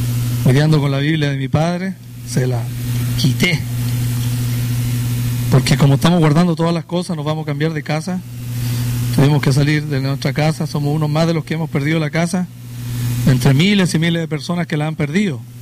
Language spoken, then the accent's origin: Spanish; Chile; now in United States; para los que no me conocen. Vengo de la República de Chile y tenemos un tiempo largo ya en Estados Unidos.